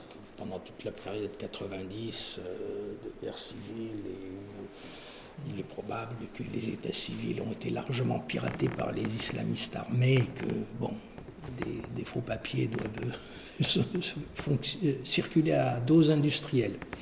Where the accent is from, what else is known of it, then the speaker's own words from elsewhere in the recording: France; born there; Il se trouve que je suis né en France, et donc j'ai été déclaré à l'état civil en France, et comme beaucoup de Kabyles